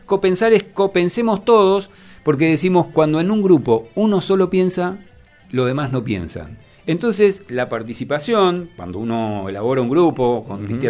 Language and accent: Spanish; Moreno, Buenos Aires Province, Argentina; porque vivo en Moreno, porque nací en Moreno y porque quiero a Moreno, porque yo estoy orgulloso de ser de este distrito y porque lo conozco desde que nací, conozco cada barrio